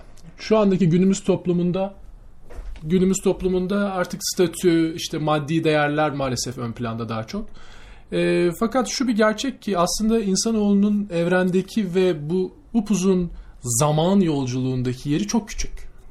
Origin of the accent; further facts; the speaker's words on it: Ankara, Turkey; Memleketimi sorsan Ankaralıyım.